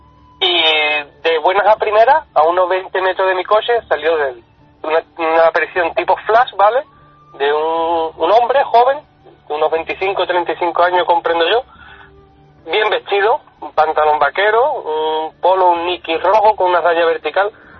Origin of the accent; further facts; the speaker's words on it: Algeciras, Andalusia, Spain; yo soy de Algeciras, y de Algeciras a Olvera y hay un caminito